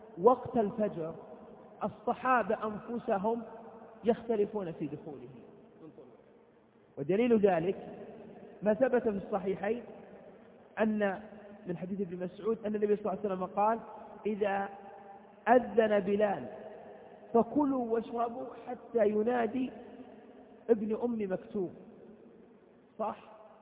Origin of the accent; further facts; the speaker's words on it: Saudi Arabia; بعض البلاد العربية القريبة من بلادنا المملكة العربية السعودية